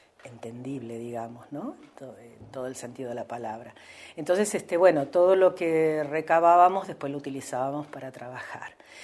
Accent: Santa Rosa, La Pampa, Argentina; yo vengo a Santa Rosa a estudiar en el 77. Si bien soy nacida en Santa Rosa, hicimos los primeros años de escuela primaria con mi hermana, acá en Santa Rosa también, que vivía mi abuela materna, porque con nuestros padres vivíamos en el campo.

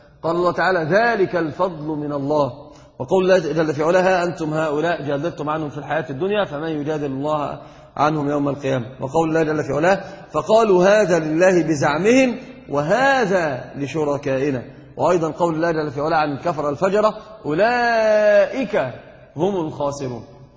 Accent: Egypt; أنا قلت لك حتى عندنا في مصر يقول ده دي هات ديت،

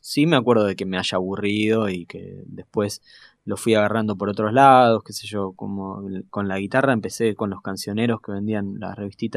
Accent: Buenos Aires, Argentina; Yo soy de acá, de Parque Patricios, y iba a la escuela Bernasconi, que tenía a la noche un conservatorio para chicos.

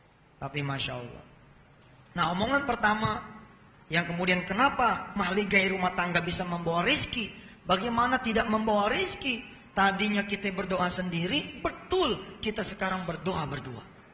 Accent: Jakarta, Indonesia

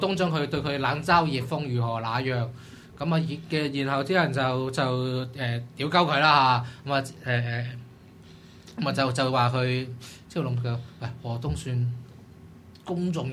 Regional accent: Hong Kong; 全世界最风头等，仲唔系我哋香港人？

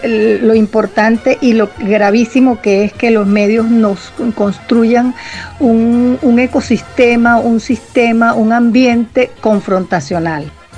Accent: Venezuela; nos impide entendernos como venezolanas y venezolanas

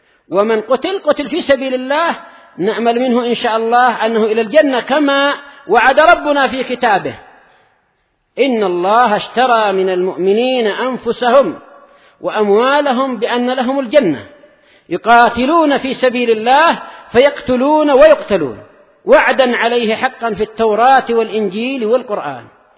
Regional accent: Yemen; أنا وهو كلنا من أهل اليمن

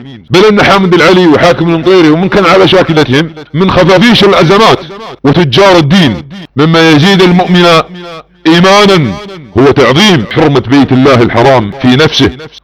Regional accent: Saudi Arabia; ابناء وطني في المملكة العربية السعودية

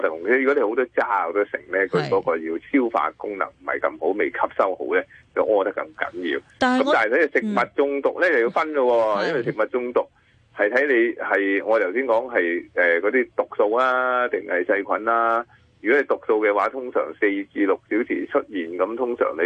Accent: China; 咁所以呢我哋中国人就系好聪明嘅

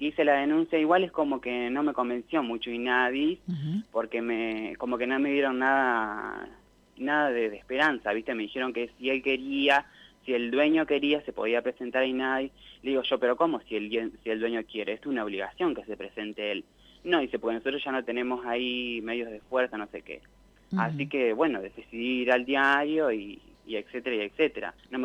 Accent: Santa Rosa, La Pampa, Argentina; Sí, yo soy de acá.

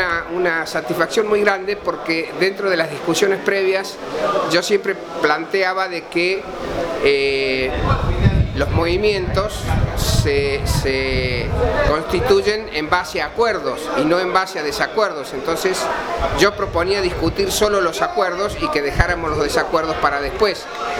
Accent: Córdoba, Argentina; yo soy de acá de Córdoba

